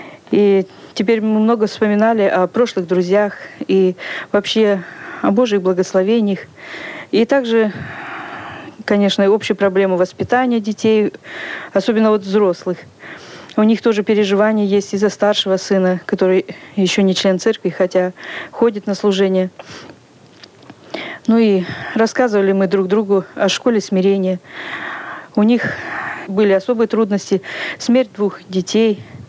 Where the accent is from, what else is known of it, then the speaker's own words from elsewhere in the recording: Pavlodar Region, Kazakhstan; Я когда-то жила в детстве в Казахстане, в Павлодарской области.